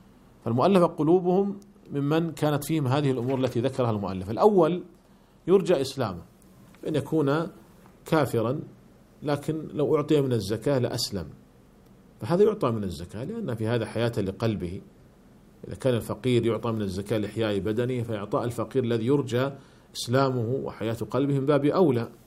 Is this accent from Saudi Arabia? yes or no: yes; Saudi Arabia; وهذا هو الذي عليه عمل عندنا في المملكة العربية السعودية